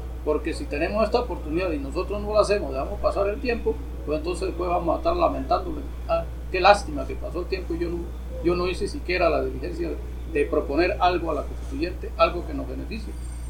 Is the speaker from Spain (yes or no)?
no; Venezuela; como ciudadanos, como venezolanos, aportemos algo hacia a esa nueva iniciativa